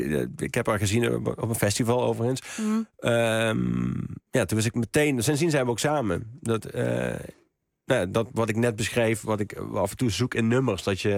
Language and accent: Dutch; Horst, Limburg, Netherlands; ik kom uit Horst, of uit Amerika, gemeente Horst